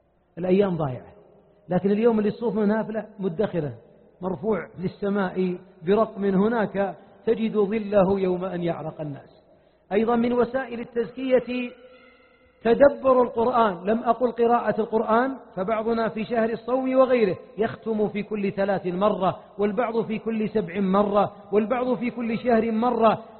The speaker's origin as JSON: {"language": "Arabic", "region": "Najd", "country": "Saudi Arabia", "said": "أنا ما أتيتكم من نجد"}